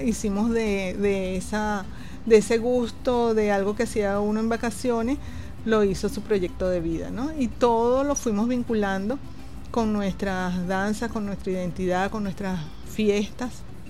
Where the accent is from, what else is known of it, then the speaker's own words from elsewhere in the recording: Caracas, Capital District, Venezuela; en este caso que estamos aquí en Caracas, como caraqueños, pero además venezolanos, latinoamericanos y caribeños